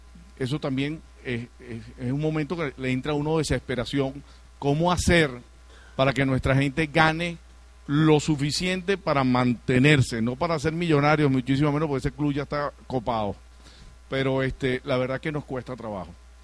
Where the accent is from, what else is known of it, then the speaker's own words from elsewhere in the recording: Venezuela; Me siento muy, pero muy feliz como venezolano de esta iniciativa